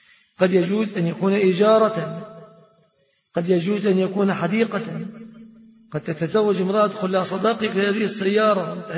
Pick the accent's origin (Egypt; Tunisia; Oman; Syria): Egypt; فهذه صورة الصداق عند الغالبية العظمى في بلادنا مصر.